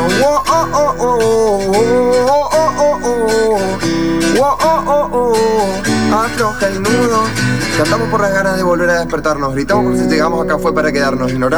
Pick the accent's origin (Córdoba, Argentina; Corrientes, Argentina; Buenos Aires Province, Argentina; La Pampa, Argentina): Corrientes, Argentina; en mi primer álbum lo hice en Corrientes, que es de donde yo vengo